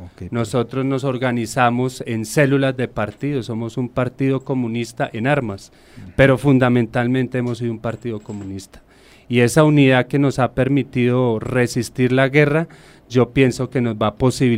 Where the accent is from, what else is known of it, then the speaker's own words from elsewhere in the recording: Colombia; De la vida, de lo que nos une como colombianos